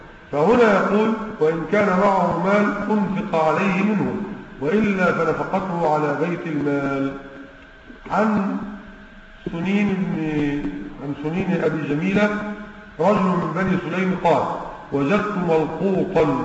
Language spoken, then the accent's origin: Arabic; Egypt; واحنا عندنا في مصر هنا تقريبا 160 جنيه